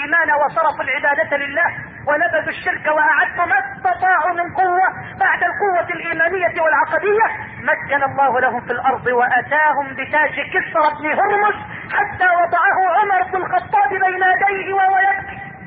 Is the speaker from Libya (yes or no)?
no; Egypt